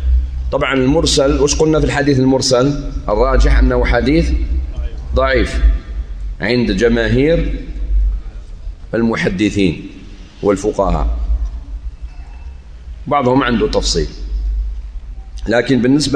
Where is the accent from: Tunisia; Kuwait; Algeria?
Algeria; ممكن مدينة دلس اللي عندنا في الجزائر مأخوذة من هذا